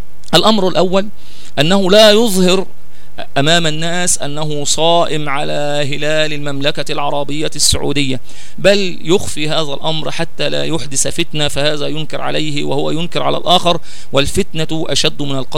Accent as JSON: {"language": "Arabic", "country": "Egypt", "said": "الخلاصة هي أننا إذا ظهر الهلال في مصر ونحن من أهل مصر"}